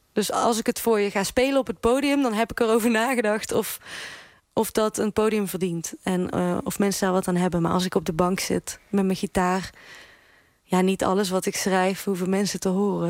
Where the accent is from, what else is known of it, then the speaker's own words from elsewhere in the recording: Netherlands; accent: soft G; En ik heb besloten om die zachte G echt te bewaken. Dus die zachte G, die blijft.